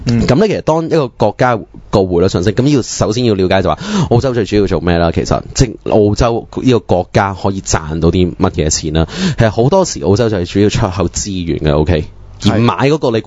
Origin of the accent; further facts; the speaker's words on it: Hong Kong; 你坐飛機，我哋香港人咁啊，以香港為例